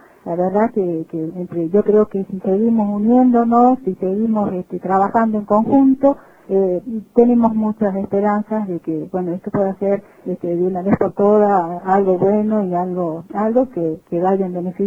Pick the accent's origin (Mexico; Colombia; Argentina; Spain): Argentina; Catamarca; Ya no sé qué nos queda como pinamarqueños, como catamarqueños, como argentinos